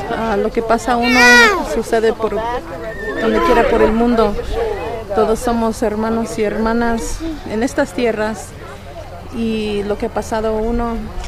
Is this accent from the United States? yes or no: yes; Chicago, Illinois, United States; Pues yo soy de Chicago. Mi descendencia es la cultura náhuatl.